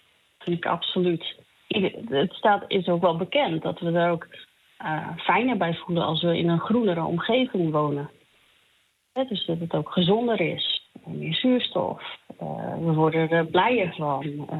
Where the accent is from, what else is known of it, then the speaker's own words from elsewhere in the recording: Friesland, Netherlands; Ik ben in Friesland opgegroeid en vlakbij Lauwersoog.